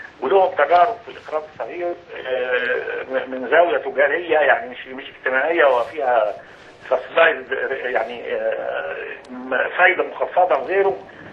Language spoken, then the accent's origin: Arabic; Egypt; المفروض ان دورنا كلنا كمصريين من اجل بلدنا